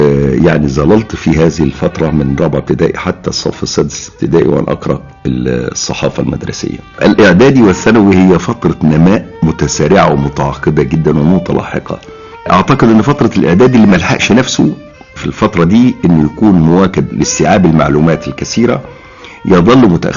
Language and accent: Arabic; Saft El Laban, Giza Governorate, Egypt; also born or lived in Cairo; فكان محل ميلادي القاهرة، ولكنني من بعد هذه الورقة نشأت حياتي كلها في صفط اللبن وارتبطت بيها.